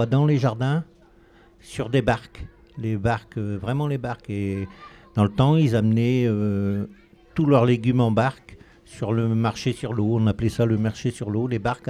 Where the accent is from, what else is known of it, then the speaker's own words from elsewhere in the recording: Normandy, France; Alors moi, je viens de la Seine-Maritime. Je viens de côté de Aumale et Neufchâtel-en-Bray, dans 76. Et on vivait sur le jardin, beaucoup sur le jardin.